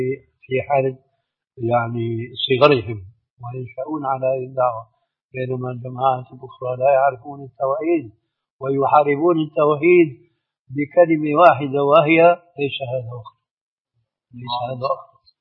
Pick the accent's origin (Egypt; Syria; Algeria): Syria; بلدي يعني سوريا